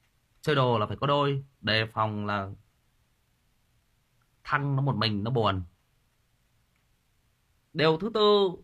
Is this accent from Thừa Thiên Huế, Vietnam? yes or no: no; Thai Nguyen, Vietnam; Tôi lớn lên, tôi sinh ra và lớn lên ở Thái Nguyên.